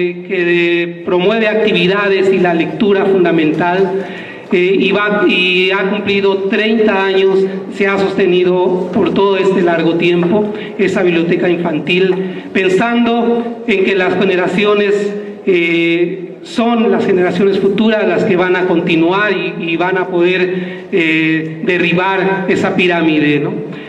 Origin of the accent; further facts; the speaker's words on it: Nezahualcóyotl, State of Mexico, Mexico; Nosotros venimos de Ciudad Nezahualcóyotl